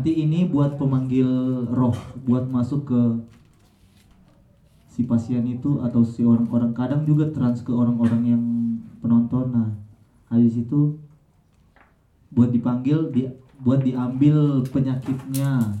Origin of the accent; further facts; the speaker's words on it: Palu, Central Sulawesi, Indonesia; Ini kebetulan saya dari Sulawesi Tengah, Palu.